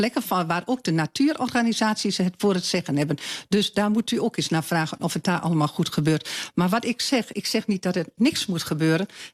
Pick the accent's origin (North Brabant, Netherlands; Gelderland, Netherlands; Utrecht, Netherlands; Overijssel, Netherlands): Overijssel, Netherlands; Ik kom uit Twente, ik woon in Twente.